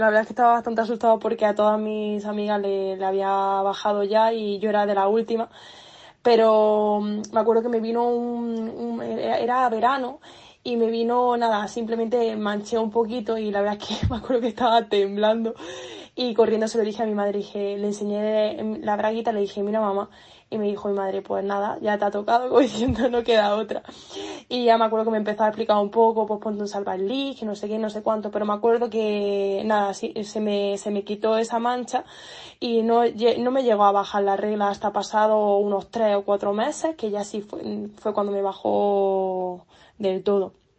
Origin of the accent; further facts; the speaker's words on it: Granada, Andalusia, Spain; vengo de Granada.